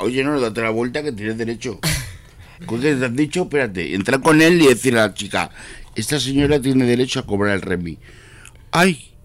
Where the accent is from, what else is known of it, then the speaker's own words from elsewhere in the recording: Fuenlabrada, Community of Madrid, Spain; Y yo, que soy de Fuenlabrada, todavía estoy esperando a que no me lo quite.